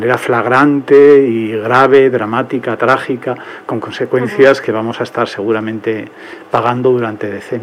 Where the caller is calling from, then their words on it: Tres Cantos, Community of Madrid, Spain; sí, de Tres Cantos.